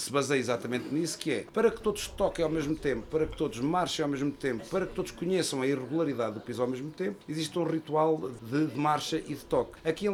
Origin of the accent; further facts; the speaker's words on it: Ornelas do Zêzere, Castelo Branco, Portugal; now in Fundão, Portugal; Sim, sou natural, de Ornelas do Zezer, moro no Fundão há 30 anos.